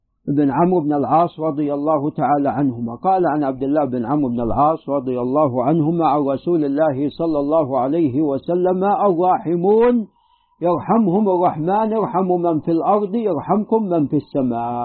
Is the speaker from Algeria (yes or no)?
no; Najd, Saudi Arabia; حتى عندنا في نجد يعني استنبتوا الفقع الكمأة